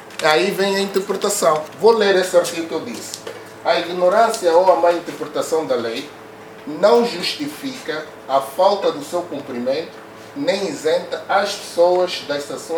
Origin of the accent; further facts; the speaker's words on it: Angola; nós como angolanos temos uma preguiça precoce